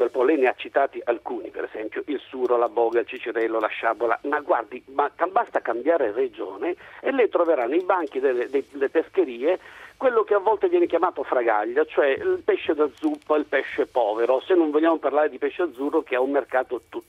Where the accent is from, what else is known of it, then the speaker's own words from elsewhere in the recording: Sicily, Italy; moved away; sono un siciliano che vive qui da 30-40 anni, mettiamo